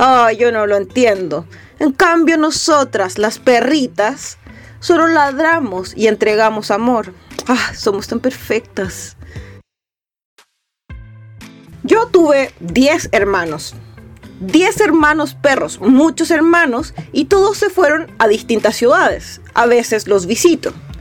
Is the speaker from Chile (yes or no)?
yes; Arica y Parinacota, Chile; Yo nací en Arica, más bien al interior de Arica, subiendo por la carretera arriba en el altiplano, allá donde está la frontera con el país hermano de Bolivia.